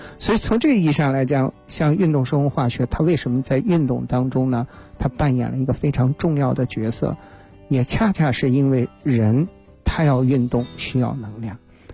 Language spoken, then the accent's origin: Chinese; Changzhi, Shanxi, China; 我是那个4月份呢去我的故乡山西啊，去长治做过一次他们马拉松的论坛